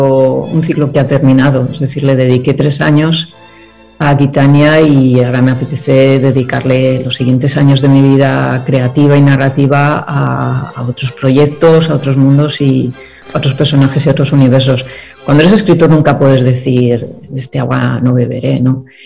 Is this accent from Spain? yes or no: yes; Vitoria, Basque Country, Spain; en mi tierra natal, en Vitoria, en Álava.